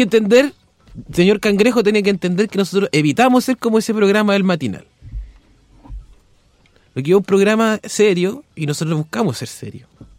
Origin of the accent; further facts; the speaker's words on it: Concepción, Biobío, Chile; Ay, yo soy de Concepción